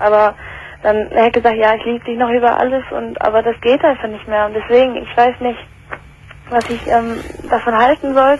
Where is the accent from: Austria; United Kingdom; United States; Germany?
United Kingdom; England; also ich komme ursprünglich aus England